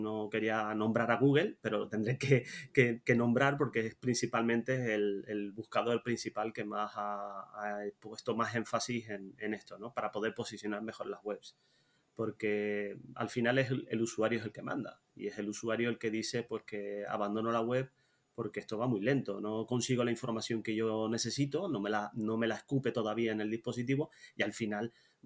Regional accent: Tenerife, Canary Islands, Spain; also born or lived in Netherlands; now in Zaragoza, Spain; desde muy pequeñito. Nací en Holanda, me crié en Tenerife, Islas Canarias, y desde el 2005 vivo en Zaragoza, casado.

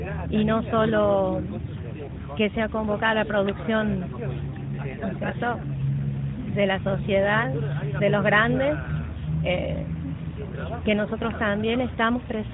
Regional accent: San Luis, Argentina; vengo del lado de Conlara

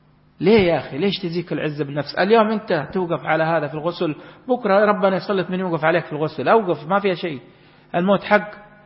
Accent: Makkah Province, Saudi Arabia; اللي يوصي عندنا في جدة ومكة كبار السن

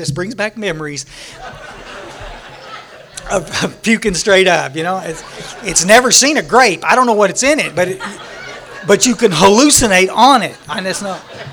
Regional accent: Texas, United States; I was born out in West Texas, when we were about 11, we moved to the Hill Country, up down by San Antonio. And we're about 60 miles northwest of San Antonio.

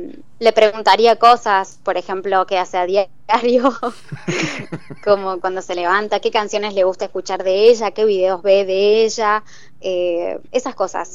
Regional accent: Córdoba, Argentina; que soy de Argentina, de Córdoba

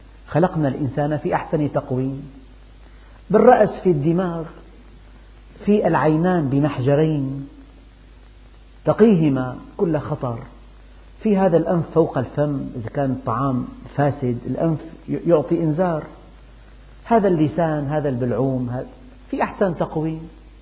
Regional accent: Syria; عندنا في الشام العصر آخر وقت للجنازة

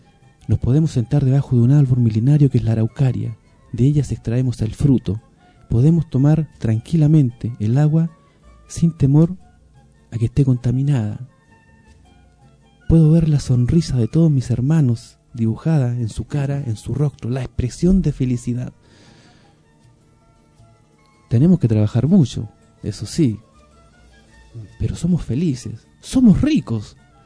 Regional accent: Bolivia; lo puedo decir no como boliviano, sino como pueblo originario, pueblo mapuche

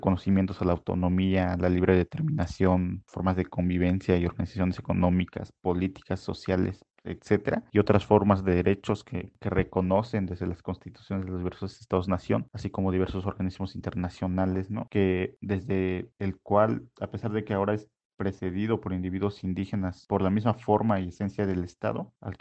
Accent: Oaxaca, Mexico; first language Mixe; Spanish is a second language; He vivido aquí la mayor parte de mi existencia, que es en más de 20 años. Hablo mi lengua materna, la lengua originaria, que es el Mije, y el español por la escuela

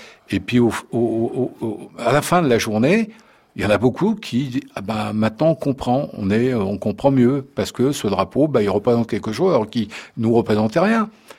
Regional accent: Lyon, Auvergne-Rhône-Alpes, France; born there; je suis français, je suis né le 25 mars 56 à Lyon 2e.

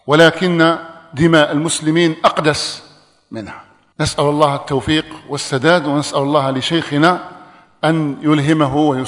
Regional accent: Algeria; أن يحفظ بلادنا الجزائر مما أصيبت به من قبل

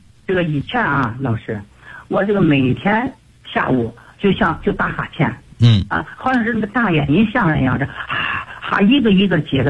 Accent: Urumqi, Xinjiang, China; 老师，我是来自祖国大西北新疆乌鲁木齐的一名新学员

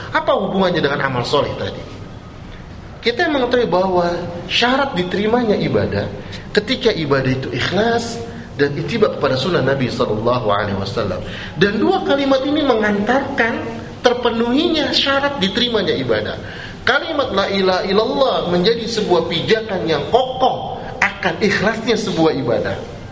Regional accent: Jakarta, Indonesia; Saya orang Betawi Pak, orang Kemayoran. Saya itu duduk Kemayoran

